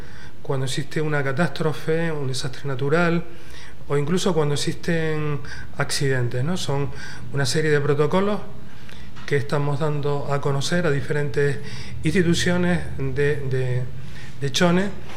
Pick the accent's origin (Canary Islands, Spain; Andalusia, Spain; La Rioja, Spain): Canary Islands, Spain; now in Ecuador; yo soy español, vivo en unas islas que están al lado del Sáhara, en una comunidad que se llama Comunidad Canaria.